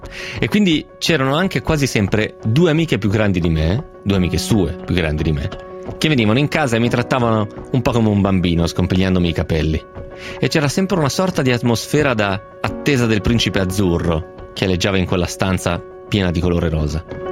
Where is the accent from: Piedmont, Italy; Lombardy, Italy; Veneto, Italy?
Piedmont, Italy; Romentino; La seconda tappa di questo processo avviene nello spogliatoio del campo sportivo di Romentino, il mio paese.